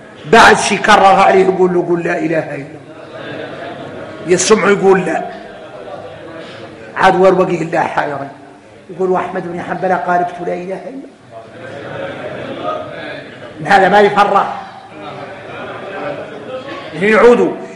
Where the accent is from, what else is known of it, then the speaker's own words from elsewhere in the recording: Mauritania; قال لهم اذكر فإن ذكرى احنا موريتاني معدرينها تنفع المؤمنين في الدنيا